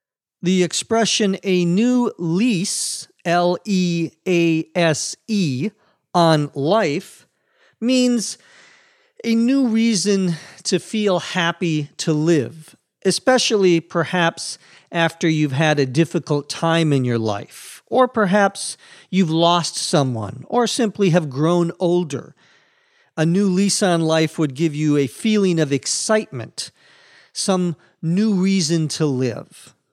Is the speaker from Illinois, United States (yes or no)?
no; St. Paul, Minnesota, United States; And there were, especially in cities such as Boston, New York, Chicago, and my hometown, St. Paul, ethnic areas where the Irish lived.